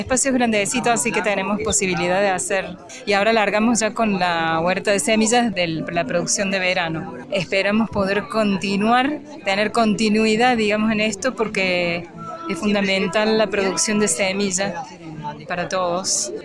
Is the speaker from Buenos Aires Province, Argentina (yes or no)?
no; Córdoba, Argentina; Somos de las Sierras Chicas de Córdoba.